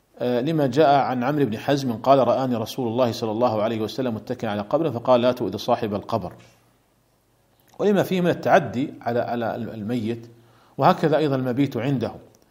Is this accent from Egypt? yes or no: no; Saudi Arabia; عندنا في المملكة العربية السعودية لا يوجد على القبور قبب